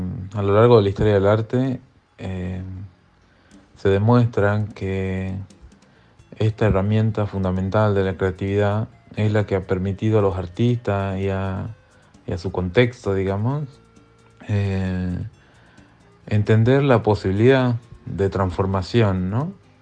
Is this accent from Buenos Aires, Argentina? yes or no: no; Tucumán, Argentina; soy artista visual de Tucumán. Soy escultor, es como donde mejor me desempeño. y actualmente me encuentro en Lisboa